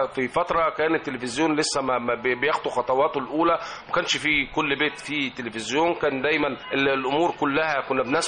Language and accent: Arabic; Egypt; ودايما مصدر البهجة والسعادة بالنسبة لنا كمصريين وكمستمعين.